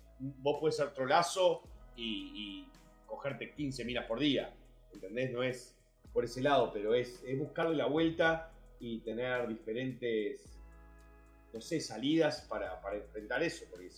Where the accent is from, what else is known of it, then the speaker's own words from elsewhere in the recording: Uruguay; also born or lived in United States; Soy americano, criado en Uruguay.